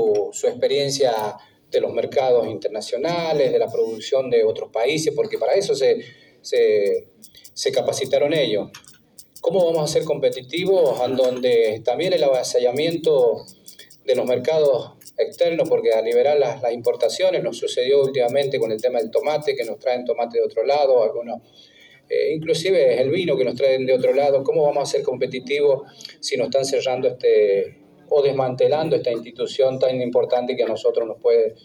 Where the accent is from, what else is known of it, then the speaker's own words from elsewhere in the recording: San Juan, Argentina; le han dado tanto a la provincia de San Juan y al país, y si me voy a mi patria chica, a los departamentos